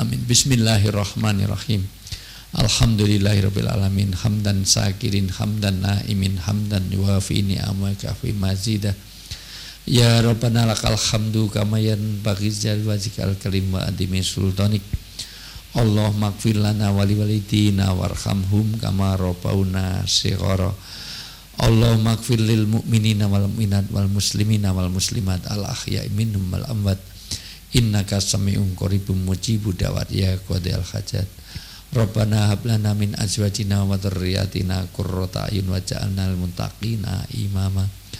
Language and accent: Indonesian; Yogyakarta, Special Region of Yogyakarta, Indonesia; selaku warga Jogja yang banyak meninggalkan Jogja, banyak di Jakarta, banyak di semuanya